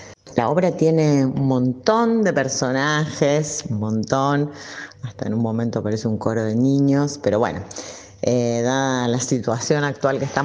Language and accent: Spanish; Rosario, Santa Fe, Argentina; now in Funes, Argentina; soy rosarina, actualmente vivo en la ciudad de Funes, en la hermosa ciudad de Funes.